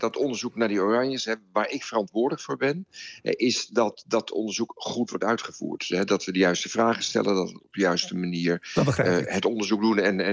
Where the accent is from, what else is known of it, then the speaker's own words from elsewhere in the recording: Netherlands; Dat ik mag trots zijn op Rembrandt als Nederlander.